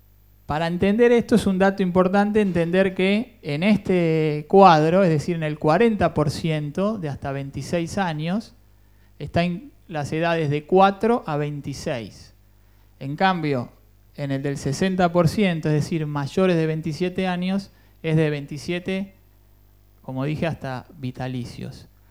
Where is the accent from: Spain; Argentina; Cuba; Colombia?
Cuba; por ahí más como abogado y como cubano, para dónde va esto